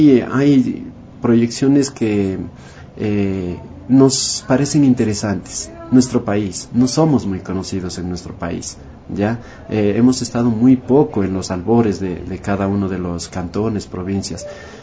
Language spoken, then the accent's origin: Spanish; Pasto, Nariño, Colombia; O sea, vendernos lo que somos los pastusos. Quizás somos ingenuos, eso nos hace buenos, eso nos hace interesantes.